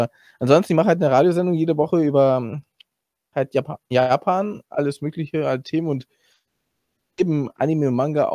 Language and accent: German; Hamburg, Germany; now in Salzburg, Austria; Ursprünglich Hamburg, jetzt aber lebe ich in Salzburg halt seit 14 Jahren.